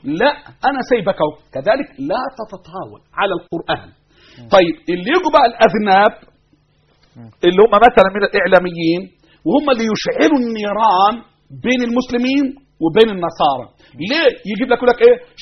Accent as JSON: {"language": "Arabic", "country": "Egypt", "said": "احنا ابناء مصر، احنا وانتو"}